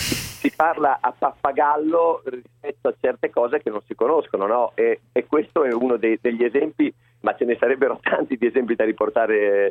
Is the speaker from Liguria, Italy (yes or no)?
no; Ferrara, Emilia-Romagna, Italy; Sono di Ferrara